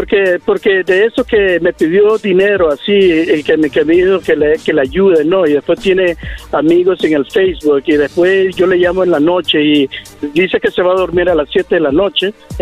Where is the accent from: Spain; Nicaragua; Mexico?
Nicaragua; También soy de Nicaragua.